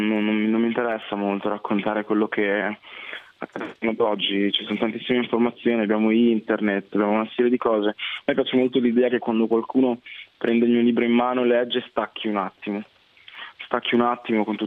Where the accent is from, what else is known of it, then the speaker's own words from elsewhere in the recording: Busto Arsizio, Lombardy, Italy; born there; also born or lived in South Italy; io sono nato a Busto Arsizio Varese. E poi dopo niente, i miei genitori da Busto Arsizio si sono trasferiti al sud, nel sud Italia